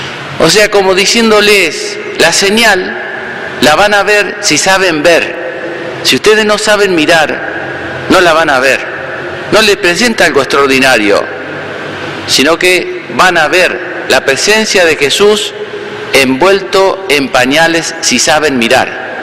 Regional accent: Entre Ríos, Argentina; Estando en mi pueblo natal, allá en Entre Ríos

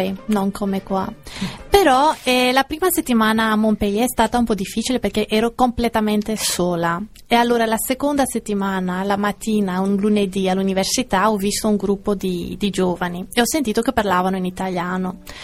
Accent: South Africa; moved away as an adult; also born or lived in Greece; Sono nata in Sudafrica, ho finito la scuola in Sudafrica e sono andata in Grecia per fare gli studi all'università quando avevo 18 anni.

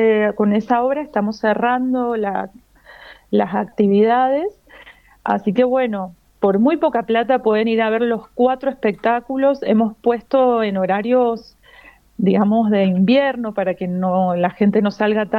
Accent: Mendoza, Argentina; nosotros que somos de Mendoza

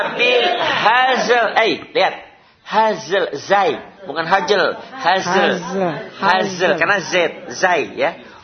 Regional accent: West Java, Indonesia; Ingat, jangan ingat saya nih orang Sunda, jangan. Enggak bisa F, ya.

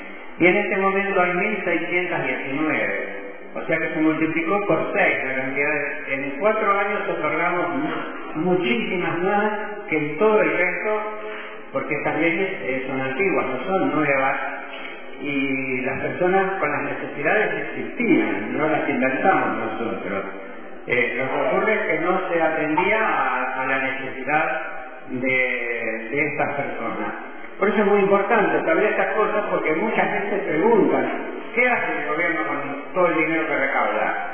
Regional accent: Junín, Buenos Aires Province, Argentina; also born or lived in Spain; yo soy de Junín.

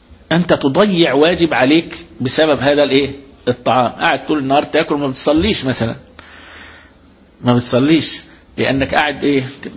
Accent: Egypt; احنا عندنا في مصر هنا

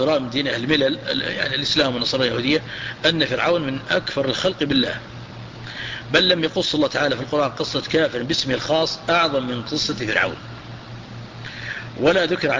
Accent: Najd, Saudi Arabia; عندنا في نجد

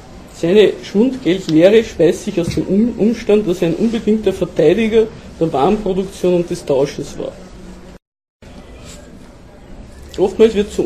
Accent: Austria; aber bei uns in Österreich war das das sogenannte Freigeld oder Notgeld von Wörgl.

